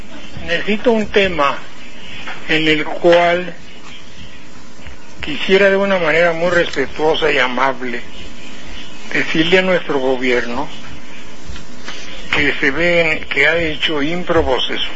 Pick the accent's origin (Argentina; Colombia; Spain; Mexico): Mexico; Bueno, yo soy mexicano.